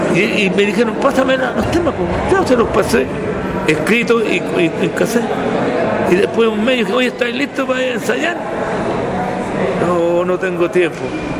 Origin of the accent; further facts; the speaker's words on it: Valparaíso, Chile; No, yo soy porteño, entonces yo las primeras cuecas, estas cuecas que están cantando ahora, yo las aprendí en el año 53.